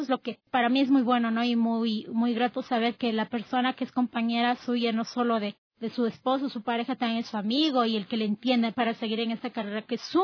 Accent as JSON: {"language": "Spanish", "town": "Quito", "region": "Pichincha", "country": "Ecuador", "said": "yo soy de acá de Quito, soy capitalina"}